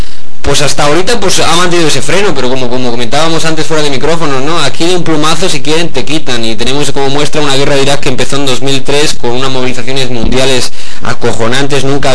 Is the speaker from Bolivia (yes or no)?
no; Andalusia, Spain; Yo creo que soy único porque soy andaluz